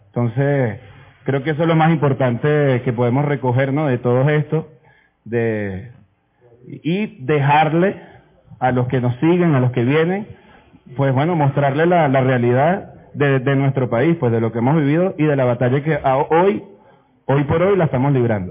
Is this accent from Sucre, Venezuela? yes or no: no; Capital District, Venezuela; yo vengo del Valle, yo soy del Valle, de la parroquia del Valle.